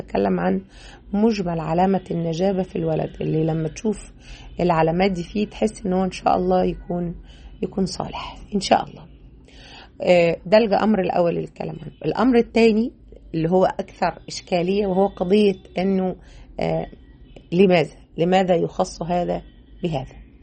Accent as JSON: {"language": "Arabic", "town": "Mansoura", "region": "Dakahlia", "country": "Egypt", "tie": "born or raised there", "said": "كنت وأنا صغيرة اشتغلت محفظة فترة وأنا في تانية ثانوي، كنت اشتغلت محفظة في مسجد عندنا في المنصورة."}